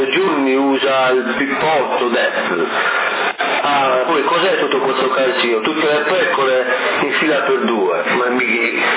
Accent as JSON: {"language": "Italian", "region": "Sardinia", "country": "Italy", "said": "perché noi siamo sardi, abbiamo le pecore."}